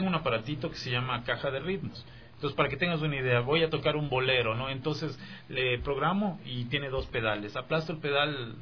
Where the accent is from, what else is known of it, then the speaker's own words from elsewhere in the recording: Ecuador; yo he tenido toda mi vida acá, entonces